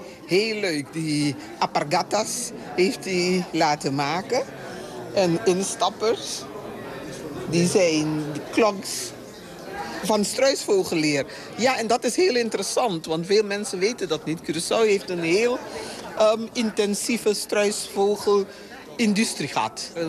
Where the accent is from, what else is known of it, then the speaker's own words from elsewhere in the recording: Almere, Flevoland, Netherlands; Het was de reis waard, want ik kom helemaal uit Almere.